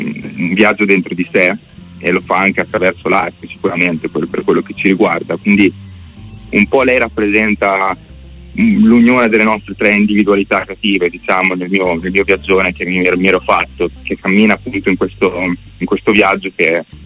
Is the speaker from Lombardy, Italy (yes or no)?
no; Bellaria, Emilia-Romagna, Italy; now in Santarcangelo di Romagna, Italy; Siamo Romagna, io e Lorenzo, adesso io abito proprio a Sant'Arcangelo, ma ho sempre abitato sulla riviera, tipo Bellaria Marina.